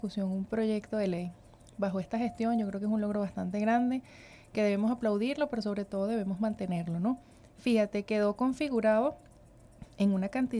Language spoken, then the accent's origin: Spanish; Venezuela; cómo como venezolanos vamos realmente a defender nuestro país